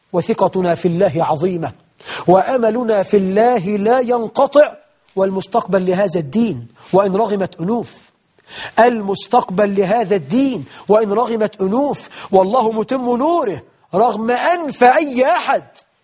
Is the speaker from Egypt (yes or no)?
yes; Egypt; عندنا في مصر 12 مليون عانس في ظل حكمكم المبارك